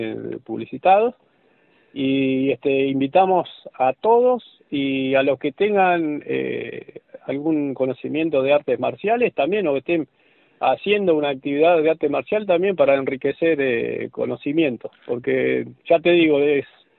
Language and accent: Spanish; Buenos Aires, Argentina; Yo soy de Buenos Aires, toda la carrera la hice en Buenos Aires, estoy acá actualmente